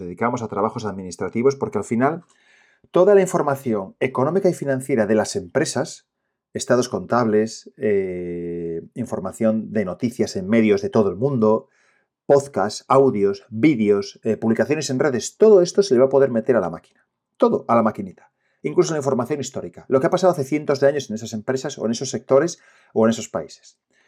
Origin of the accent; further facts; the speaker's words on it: Asturias, Spain; que soy el asturiano y te cuento todo esto de forma sencilla y fácil.